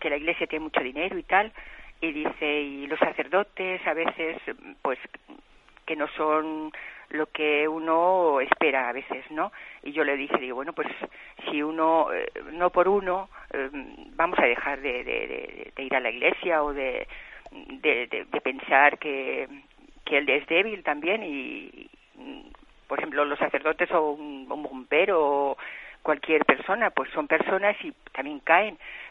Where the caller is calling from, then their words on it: Balearic Islands, Spain; de Mallorca.